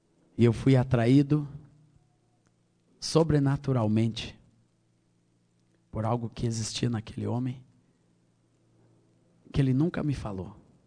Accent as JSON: {"language": "Portuguese", "region": "Rio Grande do Sul", "country": "Brazil", "tie": "born or raised there", "also_born_or_lived": "Minas Gerais", "said": "Eu nasci no Rio Grande, em Minas Gerais. Com a idade de 7 anos, meus pais foram para o Rio Grande do Sul e nunca mais saíram. Meu pai era militar, oficial do Exército brasileiro. E ali eu cresci, me criei"}